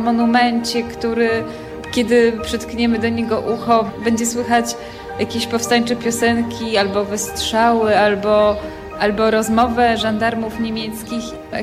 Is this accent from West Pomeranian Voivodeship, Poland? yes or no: no; Warsaw, Masovian Voivodeship, Poland; Urodziłam się w Warszawie i mieszkam i chodzę po tych ulicach